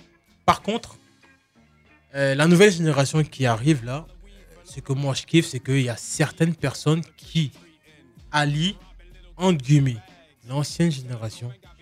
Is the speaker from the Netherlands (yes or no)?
no; Côte d’Ivoire; now in France; Moi, j'ai grandi au Bled. Ok, je suis arrivé en 2000.